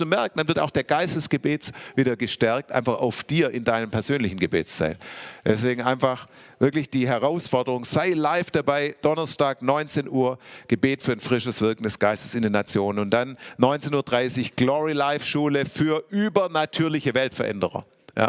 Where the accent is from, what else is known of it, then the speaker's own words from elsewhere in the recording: Stuttgart, Baden-Württemberg, Germany; Ich bin ja in Stuttgart aufgewachsen